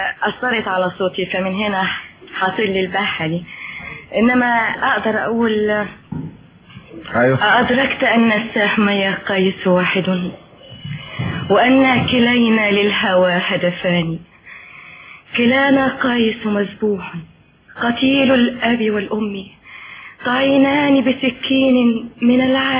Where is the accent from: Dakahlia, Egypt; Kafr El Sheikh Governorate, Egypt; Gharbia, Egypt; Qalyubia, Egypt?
Gharbia, Egypt; Tanta; لا بلدي طنطا